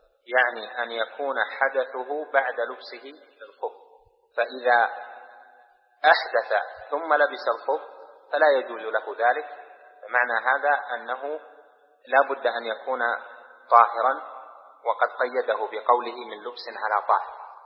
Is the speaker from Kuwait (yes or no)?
no; Riyadh, Riyadh Province, Saudi Arabia; يعني مثلا أنا من أهل الرياض، هذه وطني